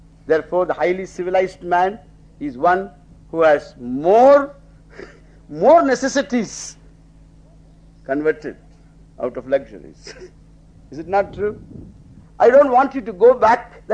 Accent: Tamil Nadu, India; moved away; When I was growing up in Tamil Nadu, in a small village, there even wearing a pair of shoes was a great luxury.

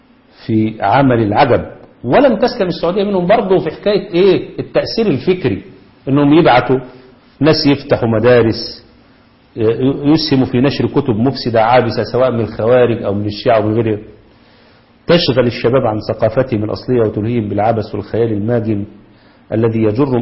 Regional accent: Egypt; لكن تعالوا شوفوا عندنا في مصر

